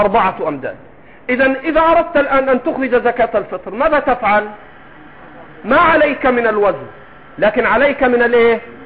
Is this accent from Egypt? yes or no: yes; Egypt; أنا 20 سنة أقعد مع المصريين وأنا مصري